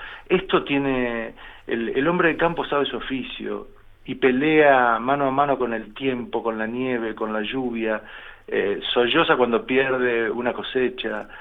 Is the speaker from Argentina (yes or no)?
yes; Argentina; yo me doy cuenta que soy argentino y que he padecido lo que he padecido dentro de la Argentina